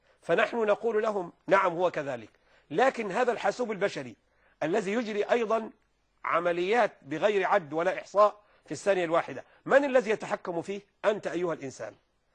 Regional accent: Egypt; يعني عندنا في مصر هنا

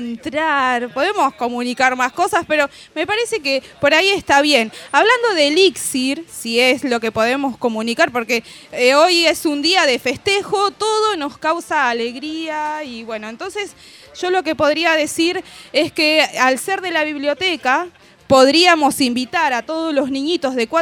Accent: Ensenada, Buenos Aires Province, Argentina; Yo soy de Ensenada

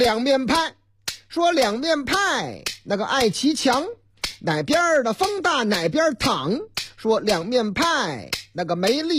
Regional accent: Northeast China, China; 关于东北我老家，特别是黑龙江的新闻还真不老少。

